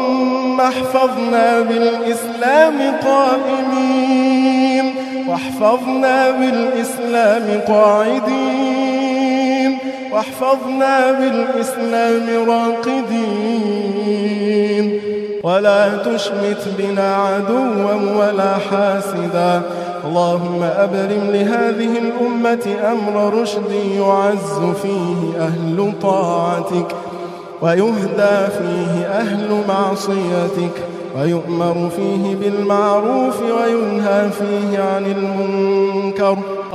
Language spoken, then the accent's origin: Arabic; Egypt; اللهم احفظ لنا بلدنا مصر من كل سوء يا رب العالمين